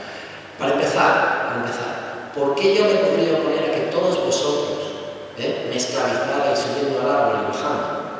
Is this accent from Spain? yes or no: yes; Málaga, Andalusia, Spain; Vale, yo soy de Málaga.